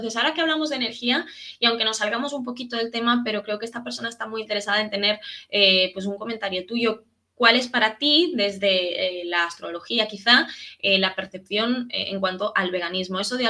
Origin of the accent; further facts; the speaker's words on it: Bolivia; los conflictos están fuertes en mi país, que originariamente es Bolivia